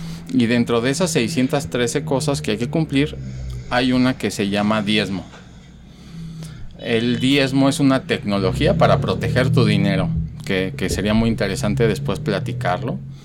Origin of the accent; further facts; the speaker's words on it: Mexico; now in Guadalajara, Mexico; yo vengo de México, realmente tengo 1 año y medio, 2 años en Guadalajara